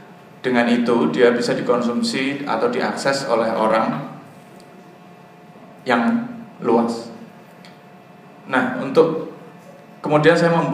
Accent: Banyumas, Central Java, Indonesia; accent: medok; maaf saya dari Banyumas jadi saya agak medok.

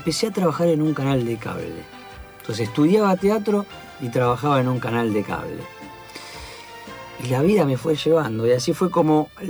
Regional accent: El Palomar, Buenos Aires Province, Argentina; Soy del Palomar.

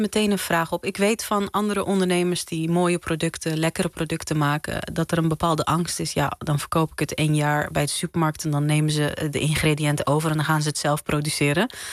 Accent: Morocco; want ik ben Marokkaans en ik weet alles van de harira soep.

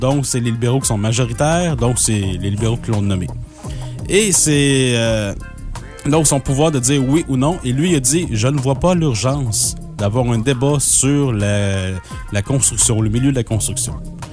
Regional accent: Quebec, Canada; Ça veut dire que je suis un pur Québécois.

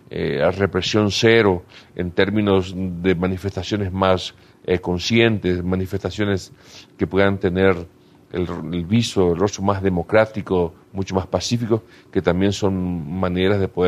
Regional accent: Paraguay; Y nosotros como paraguayos, en primer lugar, lo sentimos muchísimo.

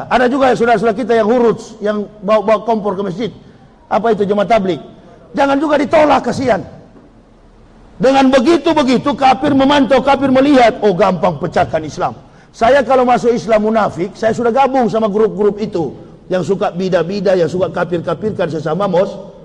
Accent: Manado, North Sulawesi, Indonesia; Bahkan Manado, kampung halaman saya, kebanyakan Muslim sekarang.

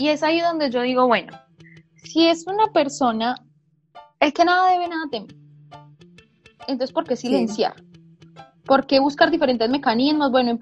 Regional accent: Colombia; hemos tenido muy presente las opiniones de nosotros como colombianos

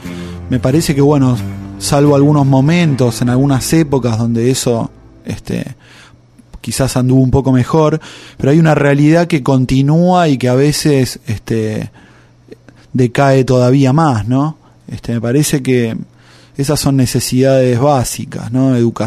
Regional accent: Villa Celina, Buenos Aires Province, Argentina; ya una vez que me fui de Villa Celina, de a poco fui como descubriendo, a través quizás de consejos de amigos que me escuchaban contar anécdotas del barrio

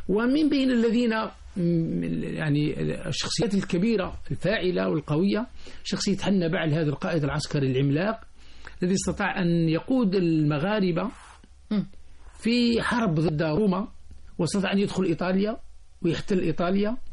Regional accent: Algeria; نحن عندنا في الجزائر عادة في السوق الأسبوعي يذهب الناس فيجدون شخصا يسمى الجوال

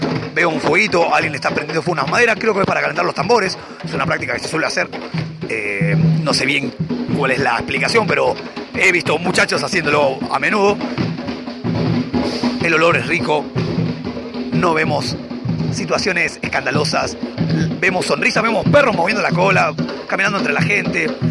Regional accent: Argentina; Y somos argentinos, ¿no? Con la soga al cuello aún resistimos

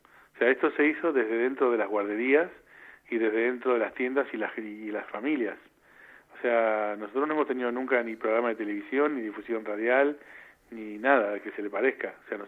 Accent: Buenos Aires, Argentina; born there; De Buenos Aires.

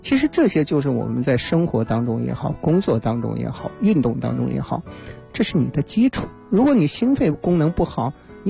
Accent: Changzhi, Shanxi, China; 我是那个4月份呢去我的故乡山西啊，去长治做过一次他们马拉松的论坛

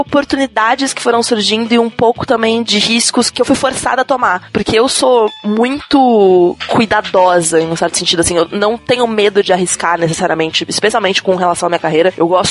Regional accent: São Paulo, Brazil; Bom, eu sou natural de São Paulo, vivo em São Paulo a minha vida inteira

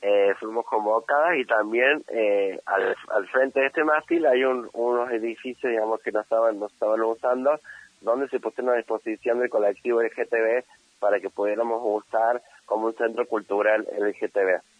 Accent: Argentina; porque todos somos argentines, o sea, todos somos argentinos

